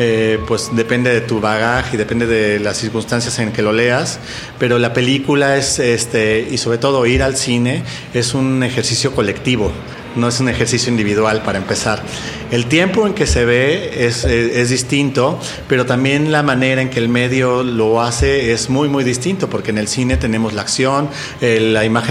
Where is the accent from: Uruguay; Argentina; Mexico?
Mexico; Coyoacán, Mexico City; Yo mi infancia la crecí en Coyoacán.